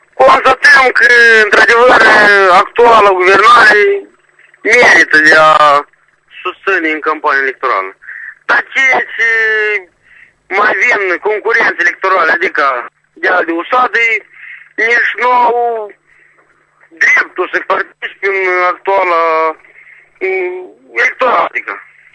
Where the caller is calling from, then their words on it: Căușeni, Căușeni District, Moldova; Suntem de la Căușeni